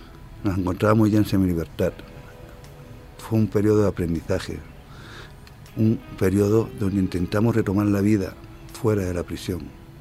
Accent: Canary Islands, Spain; Una de las mejores derechas de Europa, mi tierra, el Atlántico.

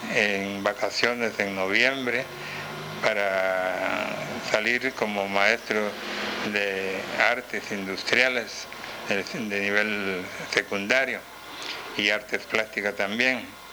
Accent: Petén, Guatemala; me gradué y luego me vine a mi tierra con el deseo de dar a conocer mis conocimientos que había recibido.

